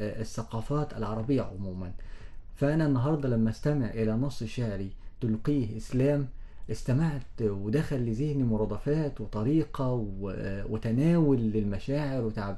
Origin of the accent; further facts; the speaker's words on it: Egypt; هتلاقي حضرتك عندنا في مصر اللي اتولد في أسوان غير اللي اتولد في دمياط